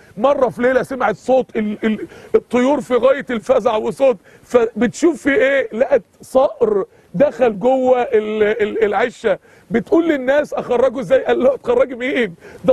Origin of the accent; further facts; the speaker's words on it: Mansoura, Dakahlia, Egypt; عندنا في المنصورة واحد كان فتح مقهى كافيه